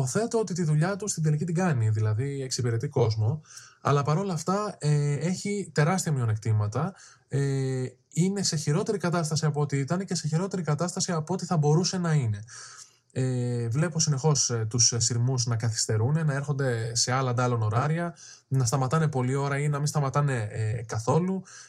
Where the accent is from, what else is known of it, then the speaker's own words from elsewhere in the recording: Western Greece, Greece; Πήγα για τρεις εβδομάδες στο χωριό μου κοντά στην Άφπακτο.